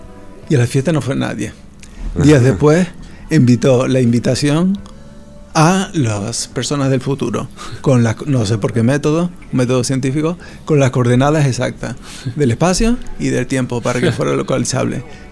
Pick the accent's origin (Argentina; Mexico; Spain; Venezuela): Spain; Canary Islands; Estuvo incluso en mi tierra, en Canarias.